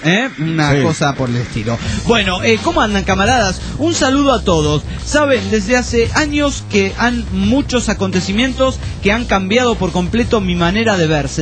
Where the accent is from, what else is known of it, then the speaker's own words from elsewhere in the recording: Corrientes, Argentina; soy de Corrientes, por A.